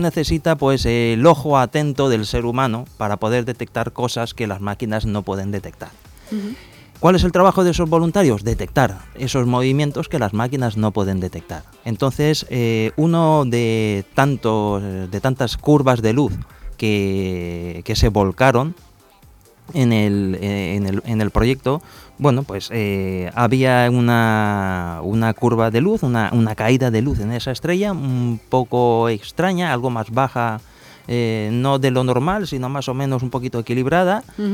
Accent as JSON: {"language": "Spanish", "country": "Spain", "said": "soy el único español que ha podido detectar este planeta"}